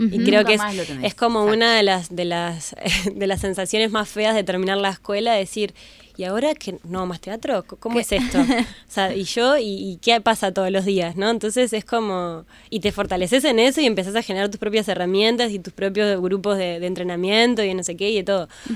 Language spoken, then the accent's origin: Spanish; Pando, Canelones, Uruguay; now in Montevideo, Uruguay; yo soy de Pando y viví hasta hace unos años ahí, mi familia está allá, y era muy difícil a mis 14 años encontrar un lugar en Pando